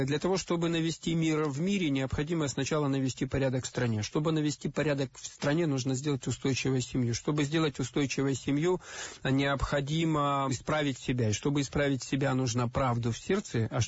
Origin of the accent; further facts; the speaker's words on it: Far East, Russia; Я вот родился на Дальнем Востоке и жил.